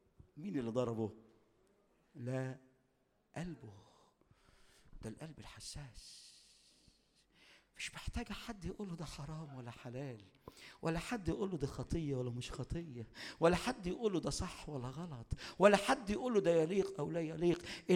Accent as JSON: {"language": "Arabic", "region": "Upper Egypt", "country": "Egypt", "said": "عندنا في الصعيد معروفة قوي الحكاية دي"}